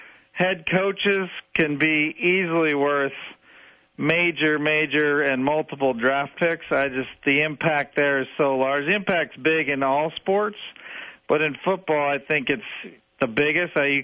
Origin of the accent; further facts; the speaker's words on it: Cleveland, Ohio, United States; I'll put it this way: I grew up in Cleveland